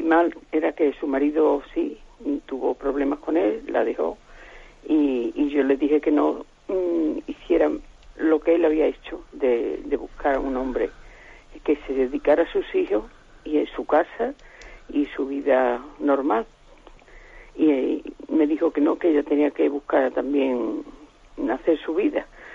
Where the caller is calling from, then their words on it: Huelva, Andalusia, Spain; Mire, soy de Huelva.